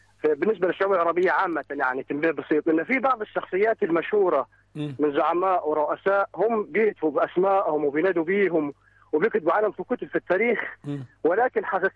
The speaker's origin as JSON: {"language": "Arabic", "country": "Egypt", "lives_now": "Libya", "said": "مصر، عايش في ليبيا."}